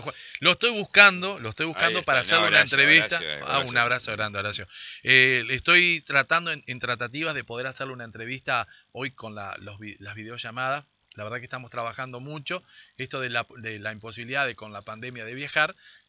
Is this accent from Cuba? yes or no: no; Argentina; qué es lo que tenemos que hacer como argentinos